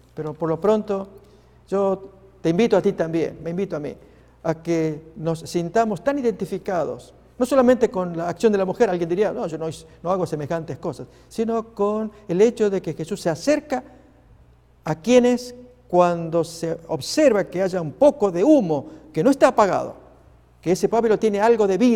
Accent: Argentina; Pasó en mi país, en la provincia de Neuquén

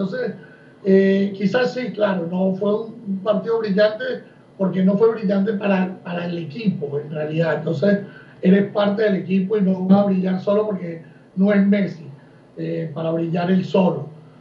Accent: Uruguay; yo como uruguayo quiero que crezca y que se convierta en un muy buen 5 que Uruguay siempre le ha hecho falta.

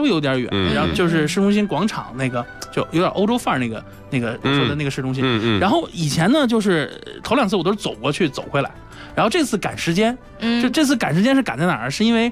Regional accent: China

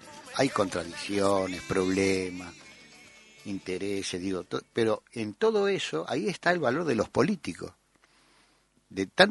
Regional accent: Uruguay; se hablan de restringir la opinión, como somos uruguayos, de restringir la opinión política sobre el proceso argentino

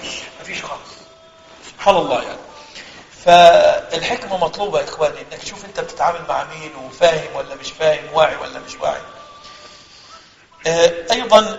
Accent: Egypt; أنا أذكر في إحدى الرمضانات عندنا في مصر ممكن ده في كل بلدنا

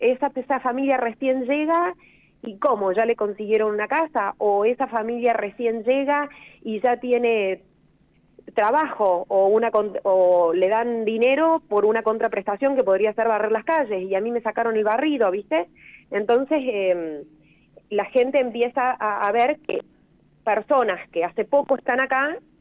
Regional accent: Córdoba, Argentina; De hecho, yo soy cordobesa de origen.

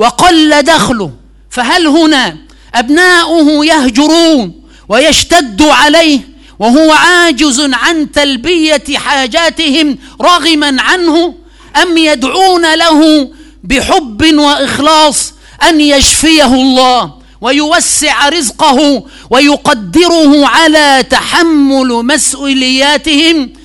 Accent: Egypt; هذه محاولة مني للإلمام بحال بلدنا مصر حفظها الله

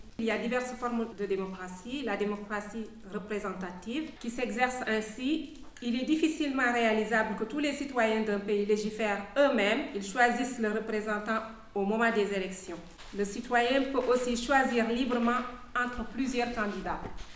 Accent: Overseas France, France; born there; je tenais à le dire parce que je suis née en Outre-mer

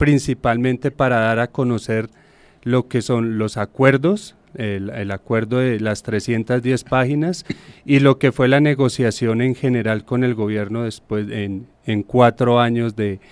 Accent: Bogotá, Colombia; Soy Rolo, pero

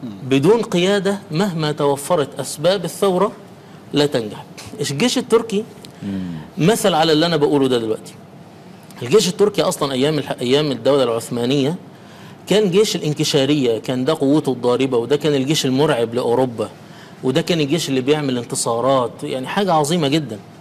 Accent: Egypt; يعني احنا عندنا في مصر زمان غير بعد كامب ديفيد

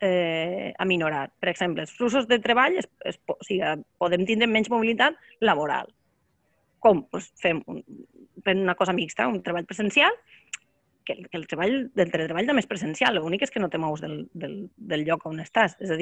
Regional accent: Borriana, Valencian Community, Spain; de ma casa al meu poble, que és Borriana, que està a la província de Castelló.

